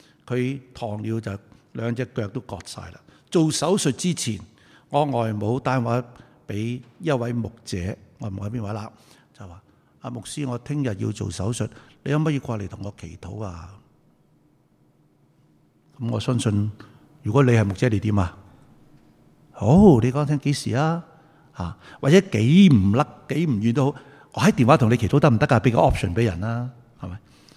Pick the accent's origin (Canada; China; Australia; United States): China; Guangdong; 我哋广东人话你系咁先啦